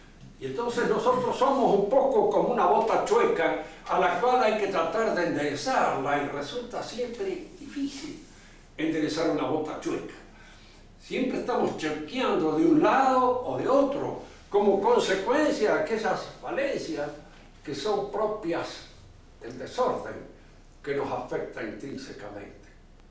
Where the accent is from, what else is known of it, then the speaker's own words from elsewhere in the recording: Argentina; No hemos elegido ser argentinos, somos. Hemos nacido. Y por el nacimiento somos argentinos.